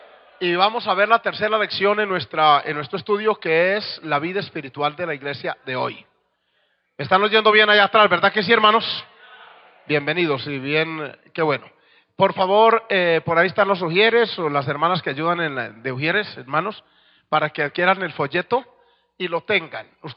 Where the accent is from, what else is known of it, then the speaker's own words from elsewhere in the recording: Colombia; 2 de los oficiales que estamos allá ayudando ahora también somos colombianos.